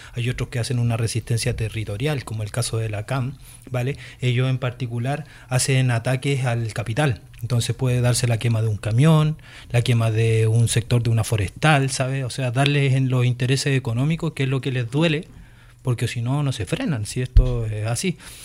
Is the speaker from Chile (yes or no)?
yes; Chile; now in Spain; pero yo ya son muchos años que no vivo en Chile, entonces a mí me podían tomar como español